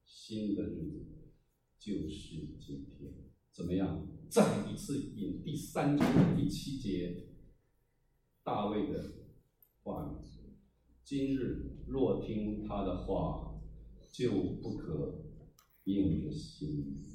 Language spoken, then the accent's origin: Chinese; Taiwan; 我从台湾来，我都不知道台湾海到哪里